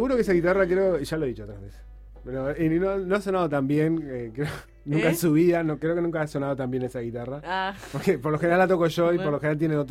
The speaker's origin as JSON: {"language": "Spanish", "country": "Uruguay", "said": "como buenos uruguayos tenemos la idea de que somos secas"}